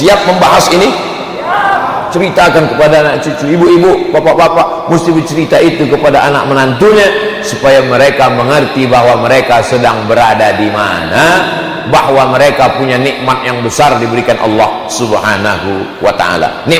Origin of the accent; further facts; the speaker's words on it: Pontianak, West Kalimantan, Indonesia; Saya dari Pontianak.